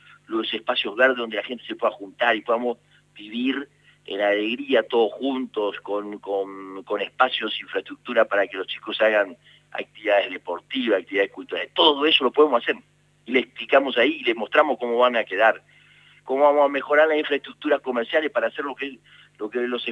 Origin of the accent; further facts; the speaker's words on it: Argentina; no peleándose con nosotros que somos argentinos y que queremos vivir en paz